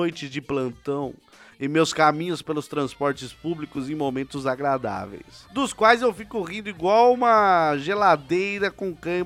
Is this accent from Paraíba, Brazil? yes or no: no; São Paulo, Brazil; sou de São Paulo, capital, e tenho 20 anos.